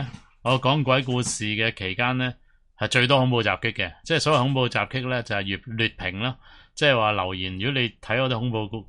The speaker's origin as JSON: {"language": "Cantonese", "country": "Hong Kong", "said": "只不过系我作为一个香港人，我都要借啲唔同嘅機會呢，都要嚟抽水"}